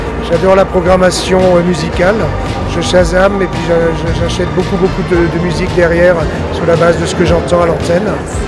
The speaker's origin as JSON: {"language": "French", "town": "Strasbourg", "region": "Grand Est", "country": "France", "said": "je viens de Strasbourg."}